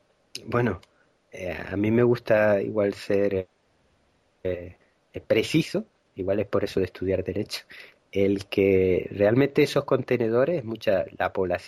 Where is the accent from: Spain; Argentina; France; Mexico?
Spain; Canary Islands; born there; yo soy de Gran Canaria de nacimiento, que es una isla que está superpoblada ahora mismo.